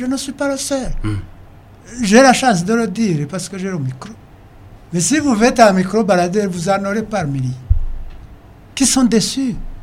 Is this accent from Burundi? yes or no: yes; Burundi; Je suis burundais comme tous les autres.